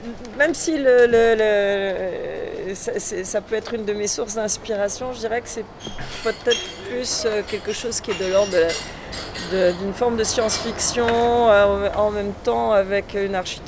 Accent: Montreal, Quebec, Canada; also born or lived in Boulogne-Billancourt; now in Paris, France; Bon, Montréal, parce que j'y ai grandi, ça c'est sûr.

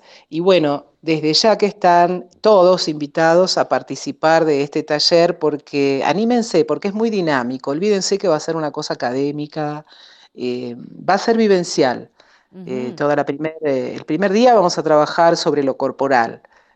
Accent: Buenos Aires, Argentina; born there; el tango lo conozco porque nací en Buenos Aires, porque lo he vivido, lo he escuchado, lo he cantado

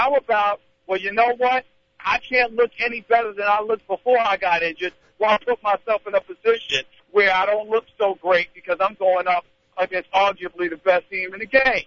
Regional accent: New York, United States; I'm a New York native. I'm a New Yorker. I'm proud of that.

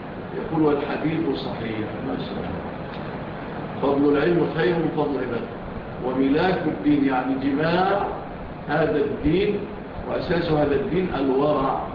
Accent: Egypt; إحنا طبعا مشهور عندنا في مصر الفول إيه؟

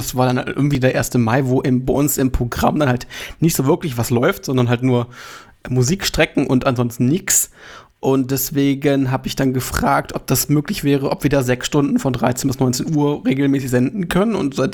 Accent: Hildesheim, Lower Saxony, Germany; dass wir eigentlich zwei Hildesheimer sozusagen, einer gebürtig, aber jetzt in Pinneberg lebend, sich wiedergefunden haben.

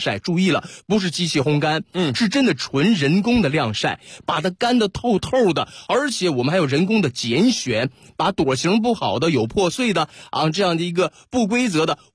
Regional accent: Northeast China, China

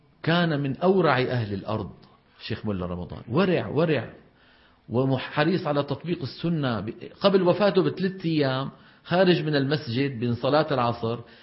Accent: Levant, Syria; يعني هذا الموضوع مو معروف عندنا في الشام

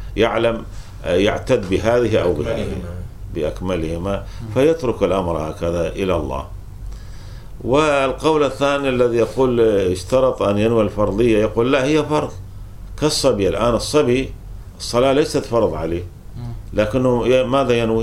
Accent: Kuwait; عندنا في الكويت العصر أشد من الظهر

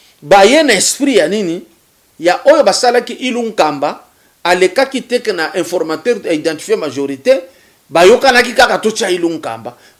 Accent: Katanga, DR Congo; Déjà, chez nous, au Katanga

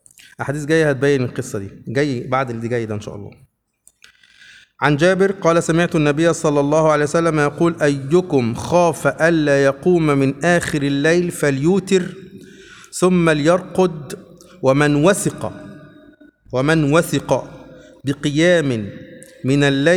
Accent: Upper Egypt, Egypt; كلمة بنقولها عندنا في الصعيد على فكرة إلى الآن

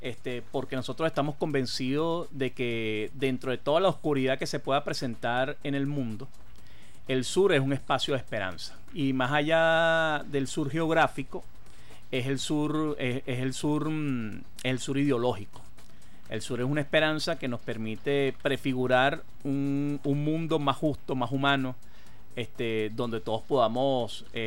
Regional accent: Venezuela

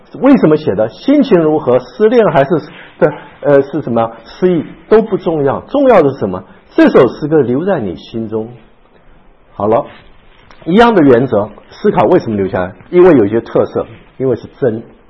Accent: China; 这个诗跟我们中国人诗不太一样

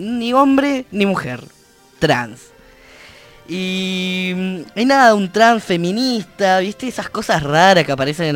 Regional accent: Neuquén, Argentina; soy neuquino, vengo de Neuquén, pueblo.

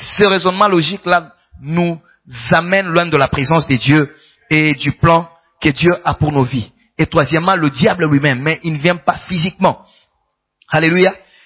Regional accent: Kinshasa, DR Congo; Au Congo, particulièrement chez nous, à Kin, il y a celui qu'on appelle Kinois.

